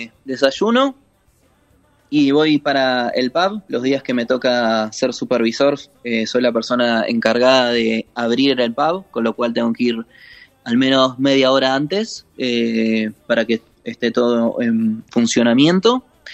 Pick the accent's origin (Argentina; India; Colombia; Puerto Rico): Argentina; No, acá sí, argentino.